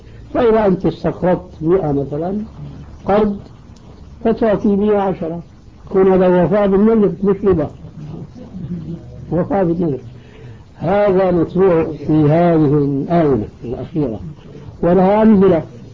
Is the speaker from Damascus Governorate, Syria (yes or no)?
yes; Damascus, Damascus Governorate, Syria; وبعض المشايخ عندنا في دمشق الشام